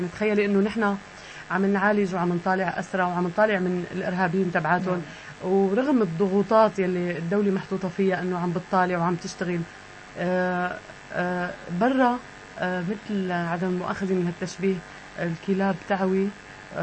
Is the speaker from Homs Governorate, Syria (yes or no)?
no; Damascus, Damascus Governorate, Syria; أنا من سكان الشام